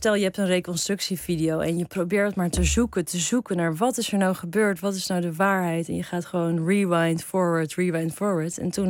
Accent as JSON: {"language": "Dutch", "town": "Heemstede", "region": "North Holland", "country": "Netherlands", "tie": "born or raised there", "said": "Heemstede."}